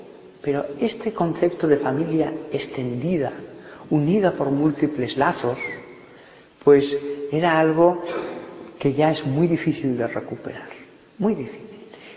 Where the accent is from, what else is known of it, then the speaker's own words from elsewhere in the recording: Barbastro, Aragon, Spain; Yo he conocido en Barbastro, de donde soy